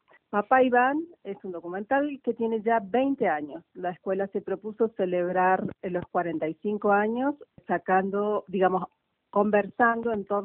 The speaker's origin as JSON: {"language": "Spanish", "region": "Córdoba", "country": "Argentina", "tie": "born there", "said": "yo nací en Argentina, en la provincia de Córdoba, en el año 66"}